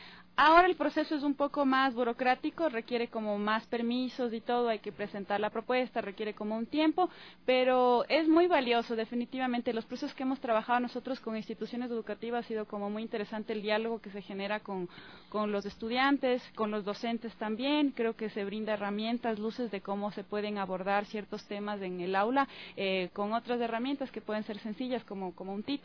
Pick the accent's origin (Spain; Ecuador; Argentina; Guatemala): Ecuador; Para mí ha sido también como interesante como ecuatoriana volver a rever biografías